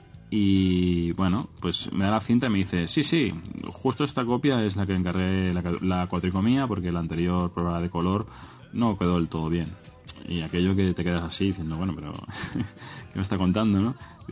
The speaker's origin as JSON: {"language": "Spanish", "town": "Barcelona", "region": "Catalonia", "country": "Spain", "said": "Yo soy de Barcelona también, de alrededores."}